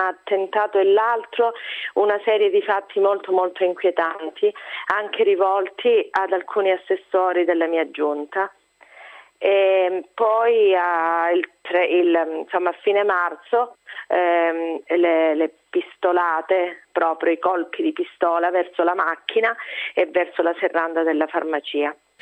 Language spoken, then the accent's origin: Italian; Calabria, Italy; born there; Io sono nata in Calabria, ma per me è solo un caso, avrei potuto essere cittadina di qualsiasi posto d'Italia.